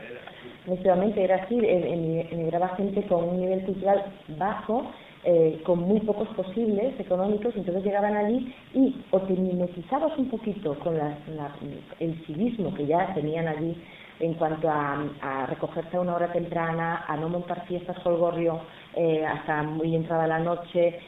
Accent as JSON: {"language": "Spanish", "country": "Spain", "moved": "yes", "lives_now": "Switzerland", "said": "iba pues muy caracterizada como española"}